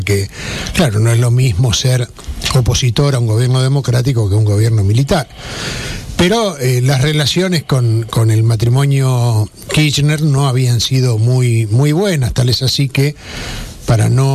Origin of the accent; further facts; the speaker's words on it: Argentina; a los que somos afectos los argentinos para etiquetarnos y ponernos en pie de guerra